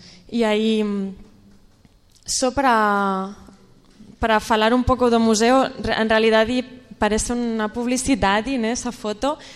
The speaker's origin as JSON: {"language": "Portuguese", "town": "Barcelona", "region": "Catalonia", "country": "Spain", "second_language": "Portuguese", "moved": "yes", "lives_now": "Brazil", "said": "eu sou de Barcelona, estou aqui por o meu anterior trabalho"}